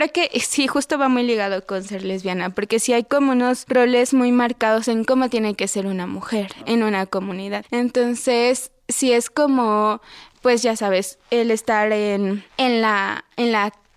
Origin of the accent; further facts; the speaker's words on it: Tlaxcala, Mexico; Incluso en mi pueblo, soy de una comunidad de Tlaxcala, y en mi pueblo sí está muy marcado como esta idea de desprenderse como de las raíces, del idioma